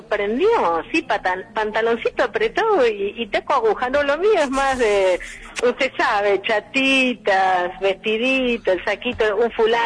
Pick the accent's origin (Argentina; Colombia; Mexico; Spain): Argentina; de América soy la única